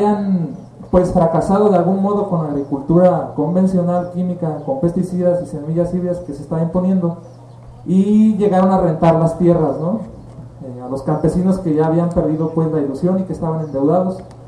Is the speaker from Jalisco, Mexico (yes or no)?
yes; La Ciénega, Jalisco, Mexico; vengo del ejido de la Ciénega, Jalisco. Como dice Pepe, pues muy cerca de aquí, vecino de esta región, de la región llamada, denominada Sierra de Amula. Estamos a 40 kilómetros más o menos de aquí, de San Isidro. Pertenezco a una familia campesina.